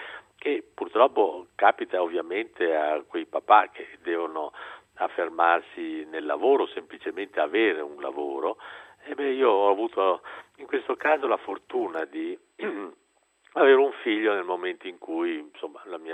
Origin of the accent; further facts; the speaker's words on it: Venice, Veneto, Italy; ho un mio flemma, che è la flemma di uno che ha lo scirocco nel sangue, perché io sono un veneziano, quindi faccio fatica a scompormi.